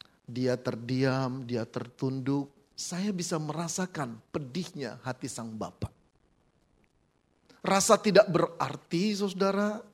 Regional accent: Jakarta, Indonesia; moved away as an adult; now in Malang, Indonesia; sudah belasan tahun di sana, walaupun saya berasal dari Jakarta

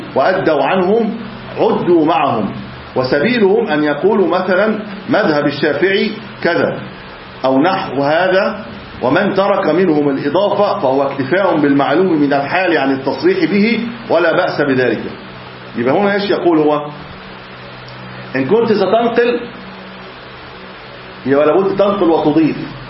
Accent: Egypt; طبعا احنا عندنا في مصر خلاط، يعني في عليه خلاط، احنا خلاط في مصر،

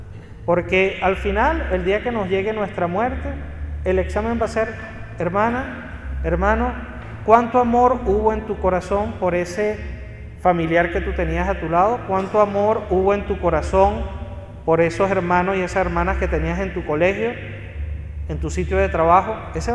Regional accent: Venezuela; así dicen allá en Venezuela de donde yo vengo

